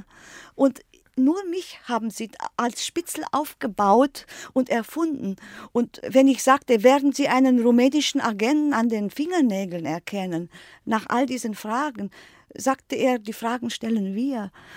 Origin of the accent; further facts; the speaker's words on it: Germany; ich bin Deutsche und politisch verfolgt.